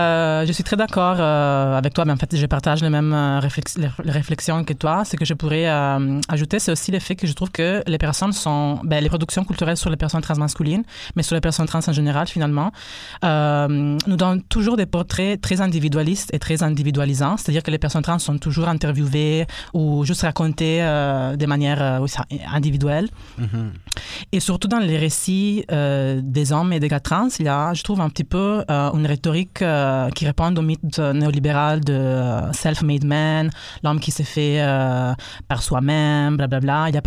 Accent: Italy; French is a second language; moved away as an adult; now in Canada; je suis italien, donc excuse me my French / québécois.

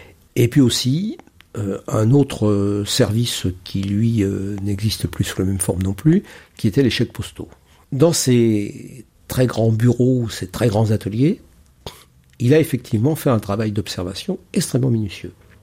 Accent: Paris, Île-de-France, France; je suis parisien.

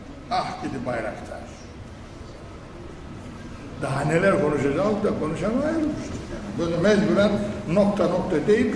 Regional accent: Black Sea Region, Turkey; Hani şimdi bizim Karadeniz'de bir horon biliriz. Bu horonun da birkaç türlüsü var yani. Sılsalası var efendim, atlaması var, şundan ben nasıl var. Birkaç tane var. Ben çok oynamışım. Ben çocukken düğünlerde horoncuydum.

